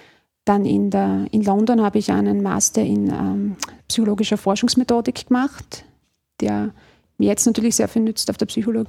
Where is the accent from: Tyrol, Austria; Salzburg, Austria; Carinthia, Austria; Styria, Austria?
Styria, Austria; Deutschlandsberg; Ich komme ja aus der Steiermark, in Deutschlandsberg.